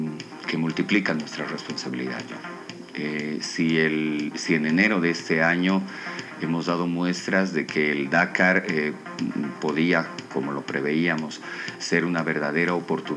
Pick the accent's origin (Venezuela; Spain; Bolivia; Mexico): Bolivia; La Paz; para sentirnos efectivamente orgullosos como paseños, pero más orgullosos como bolivianos.